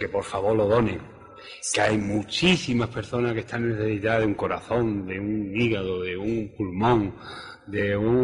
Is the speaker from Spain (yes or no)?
yes; Yaiza, Canary Islands, Spain; Otra cosa que quiero llamar a la sociedad de mi pueblo, de mi municipio, de Yaiza